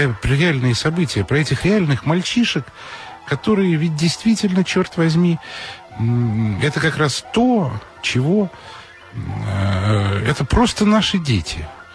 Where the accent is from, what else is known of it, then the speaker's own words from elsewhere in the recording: Moscow, Russia; я же москвич, я все это знаю прекрасно